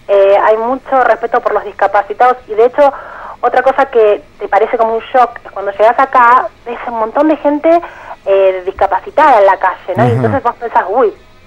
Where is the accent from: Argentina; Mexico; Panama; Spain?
Argentina; Buenos Aires; Sí, de Palermo.